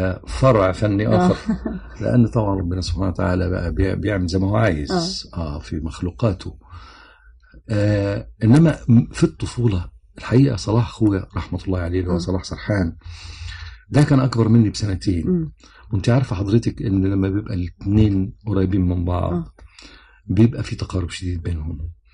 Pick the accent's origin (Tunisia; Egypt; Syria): Egypt; Cairo, Cairo Governorate; also born or lived in Alexandria / Suez / Port Said / Ismailia; أنا اتولدت في اسكندرية وبعدين اللي عرفته بعدين ان احنا بعد اسكندرية والدي اتنقل السويس، وبعد السويس اتنقل بورسعيد، وبعد بورسعيد اتنقل الاسماعيلية، وبعد الاسماعيلية جه القاهرة.